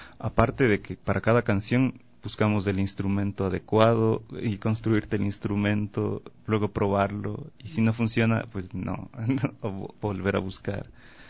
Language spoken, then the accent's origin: Spanish; Quito, Pichincha, Ecuador; yo soy de Quito, entonces tengo la estrella Quito muy presente en mí